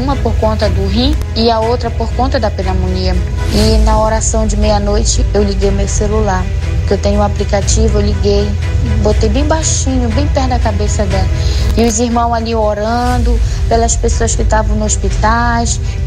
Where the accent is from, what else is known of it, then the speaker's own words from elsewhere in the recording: Belém, Pará, Brazil; sou aqui de Belém do Pará.